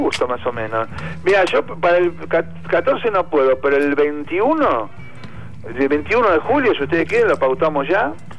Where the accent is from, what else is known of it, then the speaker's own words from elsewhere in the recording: Buenos Aires, Argentina; es como volver a Buenos Aires, es como decir, estoy de vuelta en mi tierra